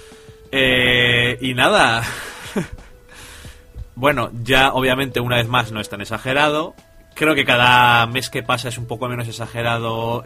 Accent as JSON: {"language": "Spanish", "country": "Spain", "said": "No, pero yo soy español."}